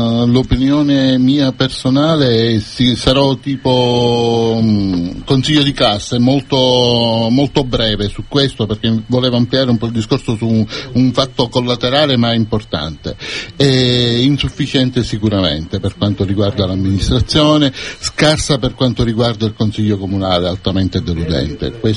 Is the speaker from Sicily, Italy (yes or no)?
yes; Cefalù, Sicily, Italy; Da quell'enorme vantaggio che risiediamo a Cefalù, siamo di Cefalù